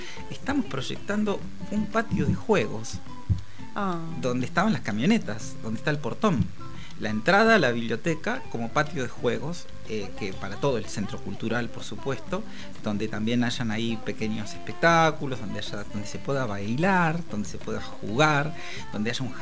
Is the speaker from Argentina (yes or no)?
yes; La Plata, Buenos Aires Province, Argentina; los que somos platenses nos vamos a Buenos Aires un día y volvemos con la cabeza así